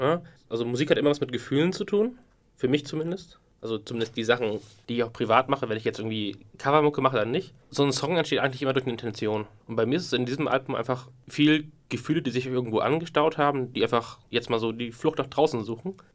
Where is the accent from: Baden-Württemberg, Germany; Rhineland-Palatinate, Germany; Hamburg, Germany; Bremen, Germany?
Bremen, Germany; Ein ursprünglicher Bremer wie ich auch, also Bremen-Norder, sag mal so. Ich komme auch aus der Nähe von Bremen.